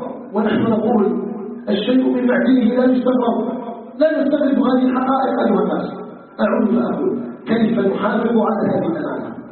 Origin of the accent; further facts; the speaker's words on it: Algeria; أسأله تبارك وتعالى أن يجعل بلدنا الجزائر بلدا طيبا آمنا مطمئنا